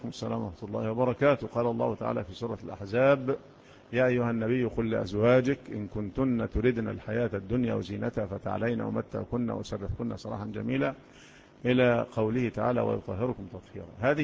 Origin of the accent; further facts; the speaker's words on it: Egypt; احنا مصريين، ايوه احنا مصريين، مصريين،